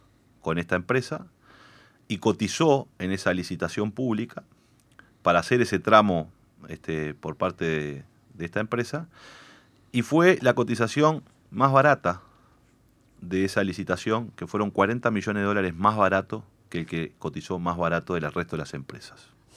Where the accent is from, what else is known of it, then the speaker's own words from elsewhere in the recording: Montevideo, Uruguay; yo me crié en la Gruta de Lourdes. Mi madre sigue viviendo ahí, mis hermanos viven ahí. Y ahí, que es en los barrios, un barrio muy pobre de Montevideo